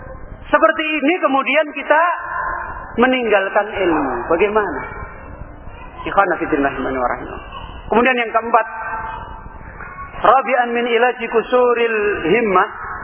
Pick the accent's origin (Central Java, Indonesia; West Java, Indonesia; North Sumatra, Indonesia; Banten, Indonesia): Central Java, Indonesia; Jepara; now in Semarang, Indonesia; Kalau pulang kampung, saya dulu di Jepara. Dari Semarang itu naik sepeda ngondel ke Jepara sana.